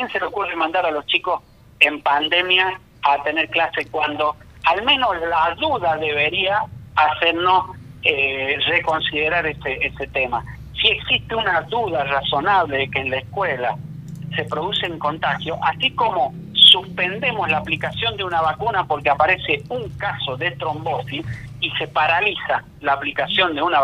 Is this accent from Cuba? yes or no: no; Argentina; es un tema que tenemos que reconsiderar como argentinos